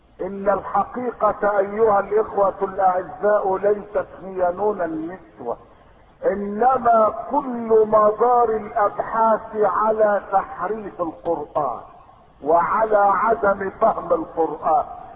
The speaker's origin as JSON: {"language": "Arabic", "country": "Egypt", "said": "الذي يفخر به الناس عندنا في مصر"}